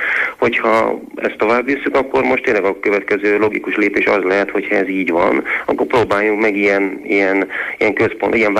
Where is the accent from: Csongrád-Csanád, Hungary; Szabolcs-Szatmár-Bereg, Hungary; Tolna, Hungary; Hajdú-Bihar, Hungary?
Csongrád-Csanád, Hungary; Szeged; hogyha történetesen én szegedi vagyok, egyetemi város